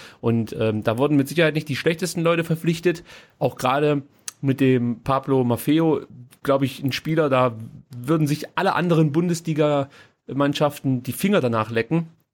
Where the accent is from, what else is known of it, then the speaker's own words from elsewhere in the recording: Stuttgart, Baden-Württemberg, Germany; so eine gewisse Skepsis bleibt einfach. Das hat man als Stuttgarter, glaube ich, an sich.